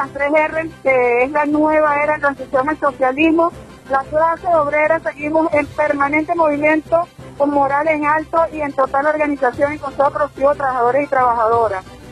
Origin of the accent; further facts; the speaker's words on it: Zulia, Venezuela; porque somos venezolanos con alta moral.